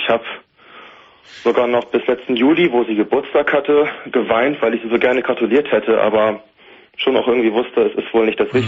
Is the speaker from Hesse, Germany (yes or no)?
no; Hanover, Lower Saxony, Germany; now in Bielefeld, Germany; Ich komme halt eigentlich aus Hannover und bin dann nach Bielefeld gezogen.